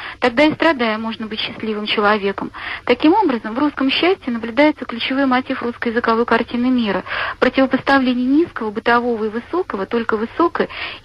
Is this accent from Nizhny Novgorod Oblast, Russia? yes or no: yes; Nizhny Novgorod, Nizhny Novgorod Oblast, Russia; я из Нижнего Новгорода.